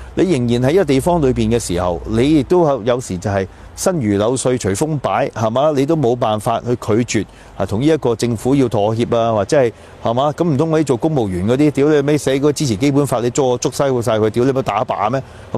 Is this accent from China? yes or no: no; Canada; 可能我喺加拿大長大啦